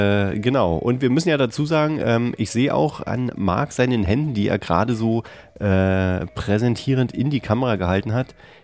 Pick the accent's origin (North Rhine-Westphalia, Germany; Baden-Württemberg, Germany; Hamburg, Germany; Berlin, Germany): Berlin, Germany; da hört man schon die Ansage, die man ja als Berliner kennt